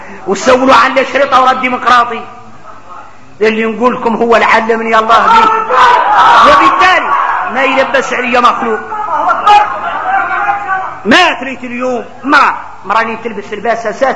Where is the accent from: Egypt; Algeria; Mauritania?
Mauritania; هذا موجود فينا احنا موريتاني.